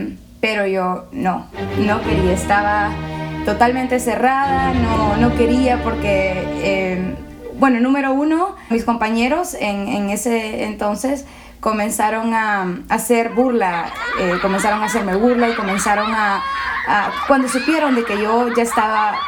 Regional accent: La Lima, Cortés, Honduras; also born or lived in El Progreso; A los cortos 3 meses de edad me mudé con mi mamá y mi papá aquí en La Lima, en Residencial Oro Verde, y he vivido mis casi 23 años de vida allí.

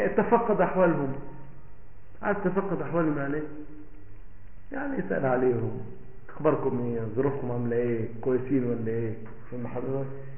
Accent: Egypt; من الاردن انا من مصر

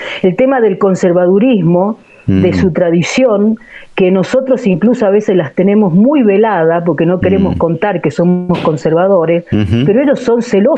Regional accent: Catamarca, Argentina; also born or lived in San Juan; No, soy catamarqueña.

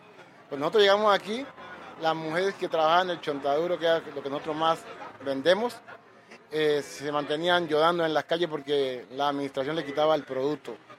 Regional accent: Zabaleta, Valle del Cauca, Colombia; born there; now in Cali, Colombia/also=Buenaventura; Pues yo nací en Zabaleta, un corregimiento de Buenaventura.

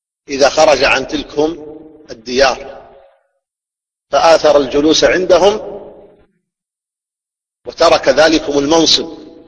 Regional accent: Saudi Arabia; في هذه البلاد، بلادنا المملكة العربية السعودية

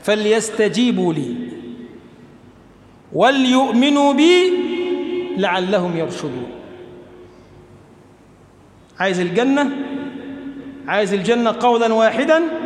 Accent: Egypt; اللهم اجعل بلدنا مصر بلدا آمنا مطمئنا

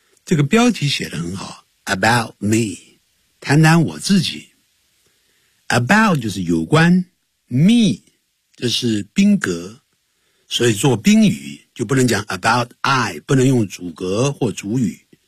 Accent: Nanjing, Jiangsu, China; born there; But I was born in 南京，可是呢我籍贯是南宁啊， 可是我却是在南京出生的。

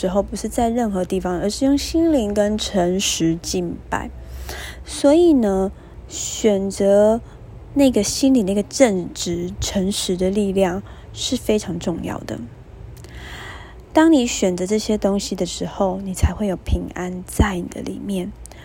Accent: Taiwan; accent: Taiwanese Mandarin; Oh my god， 我的台湾国语再一次“择善固执”。

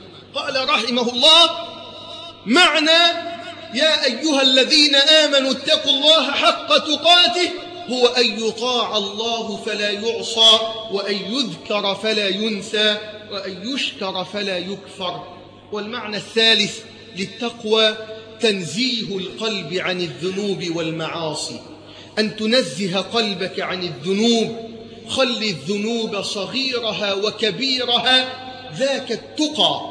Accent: Egypt; اللهم ارزق بلدنا مصر حاكما ربانيا صالحا

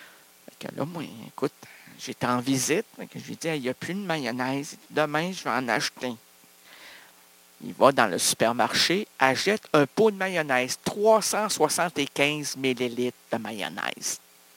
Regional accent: Quebec, Canada; On est heureux, on est des Québécois!

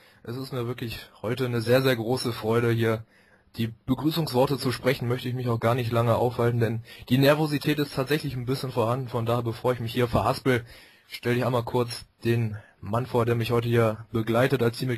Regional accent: Bottrop, North Rhine-Westphalia, Germany; Ich komme ja aus Bottrop, ist ja direkt nebenan.

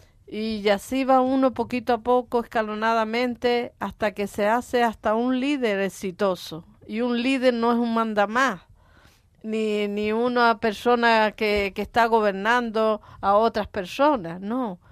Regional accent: Valle Seco, Canary Islands, Spain; born there; also born or lived in Venezuela; allá empecé a ser empresaria. aunque nací aquí en Valle Seco, allí en el Sumacal, y esta es mi tierra, la que yo añoraba y a la que quería volver, y lo logré

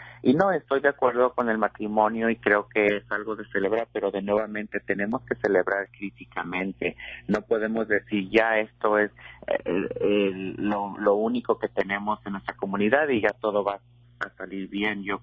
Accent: Mexico; moved away; yo he estado involucrada en mi comunidad desde que me vine de México. Hace ya pues más de 15 años, ¿verdad? Cuando vine a este país

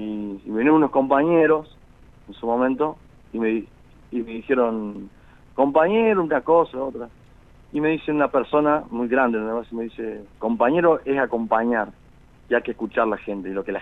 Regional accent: Río Cuarto, Córdoba, Argentina; also born or lived in Viamonte; Yo nací en Viamonte, pero me fui muy chiquito a Río Cuarto.

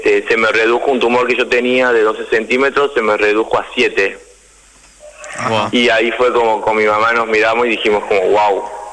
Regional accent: Tucumán, Argentina; yo soy de Tucumán, mi mamá lo podría plantar en Tucumán.

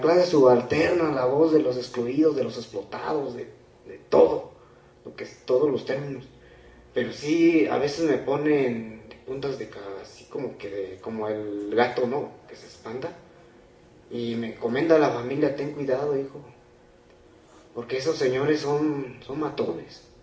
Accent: Guerrero, Mexico; Yo vengo del estado de Guerrero

